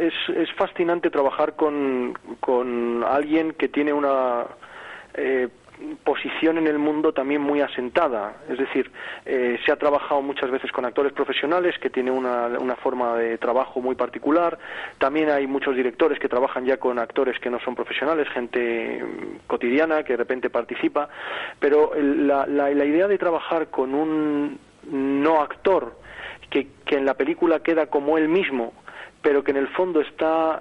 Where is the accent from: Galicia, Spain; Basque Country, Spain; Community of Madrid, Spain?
Community of Madrid, Spain; Madrid; accent: godo; also born or lived in Las Palmas; aunque nuestros oyentes me oigan un acento tan godo, quiero recordar que somos canarios, que nacimos en Las Palmas, que tenemos toda nuestra familia allí, y aunque por motivos de que mi padre era madrileño tuvimos que vivir toda la vida en Madrid, nos hemos sentido siempre y nos sentimos canarios